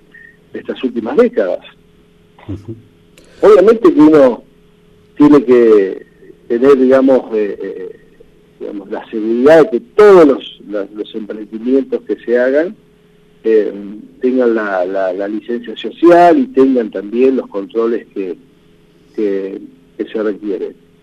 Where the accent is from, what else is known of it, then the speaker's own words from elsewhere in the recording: Ingeniero Jacobacci, Río Negro, Argentina; yo nací acá en Jacobacci y viví todos los procesos